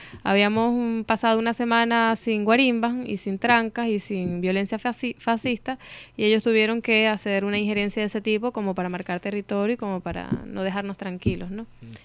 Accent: Maracaibo, Zulia, Venezuela; yo vengo de una ciudad de Maracaibo, una ciudad del occidente del país que tiene 2 millones, más de 2 millones de habitantes, la segunda ciudad en población del país, después de Caracas.

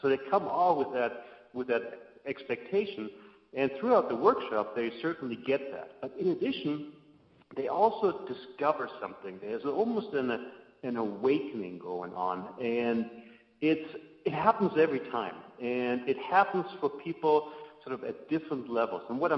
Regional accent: Germany; English is a second language; moved away as an adult; now in Helena, United States; And I lived here in Montana for about 25 years. I'm originally from Germany. And lived there for about 20-25 years.

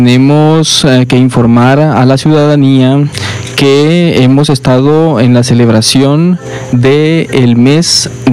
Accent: Honduras; es parte de la cultura de nuestro país, de identificarnos como hondureños

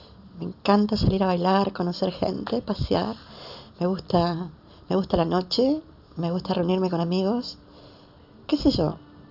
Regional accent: Argentina; tengo 27 años, soy argentina, vivo en Buenos Aires, sola, soy una chica trans

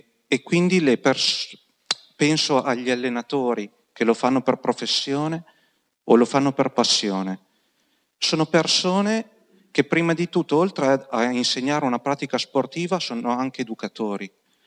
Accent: Piacenza, Emilia-Romagna, Italy; now in Padua, Italy; Io non sono di Padova, vengo da Piacenza

